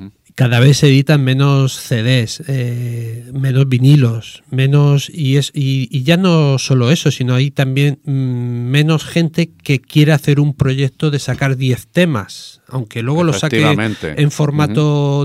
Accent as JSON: {"language": "Spanish", "town": "Murcia", "region": "Region of Murcia", "country": "Spain", "said": "yo soy de Murcia, y con 16, 17 años, que con 17 años antes salías y ibas donde querías, cada vez que había un concierto en la provincia de Murcia de … allí nos íbamos con el saco de dormir"}